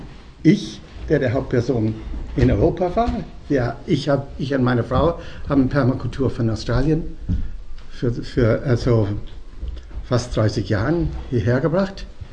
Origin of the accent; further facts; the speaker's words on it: Dublin, Leinster, Ireland; German is a second language; moved away as an adult; also born or lived in London; now in Germany; 1958 das erste Mal nach Deutschland gekommen, weil das Studium offen war. Ich hatte gerade die reglementierte Studium erlebt in Dublin, in Irland, wo ich herstamme. Ich bin dann nach London zuerst gegangen